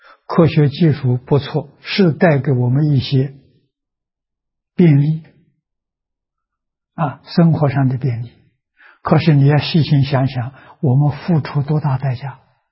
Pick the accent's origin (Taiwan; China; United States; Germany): China; 我们中国人叫和平。啊，怎样才能和？